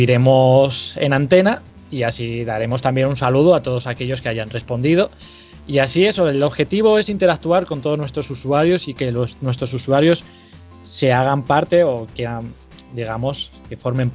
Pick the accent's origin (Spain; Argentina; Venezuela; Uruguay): Spain; Asturias; Aquí los tres somos asturianos